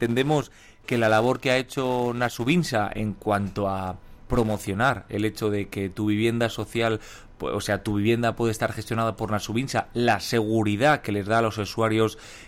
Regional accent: Ribaforada, Navarre, Spain; puede ser de Tudela o de mi pueblo, de Rivaforada o de otro país

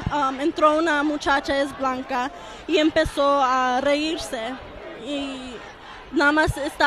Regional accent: Mexico; now in United States; yo soy la única mexicana en esa clase

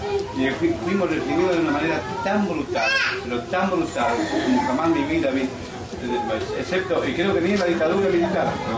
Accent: Corrientes, Argentina; yo soy correntino

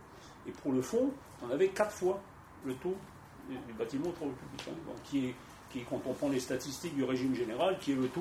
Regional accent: Grand Est, France; Donc moi, je viens de Moselle, de l'est de la Moselle, où il y avait un bassin rouillé.

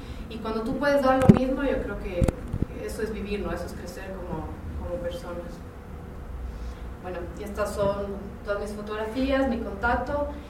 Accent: Ecuador; o así somos los ecuatorianos

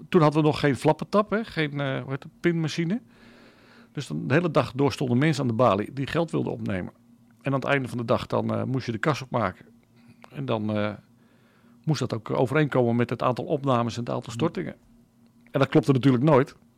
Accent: Loenen aan de Vecht, Utrecht, Netherlands; Ik kom uit Loenen aan de Vecht. Daar woon ik nu al een hele tijd. En daar ging ik ook naar de kerk.

